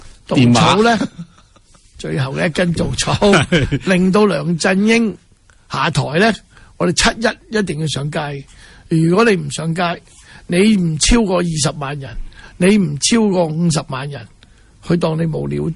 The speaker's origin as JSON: {"language": "Cantonese", "country": "Hong Kong", "said": "当然对我们香港人视香港为家的人呢，这个都是家门不幸"}